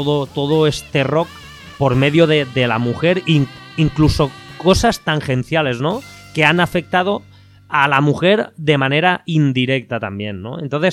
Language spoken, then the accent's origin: Spanish; Valencia, Valencian Community, Spain; como diríamos aquí en mi tierra, ¿no? En Valencia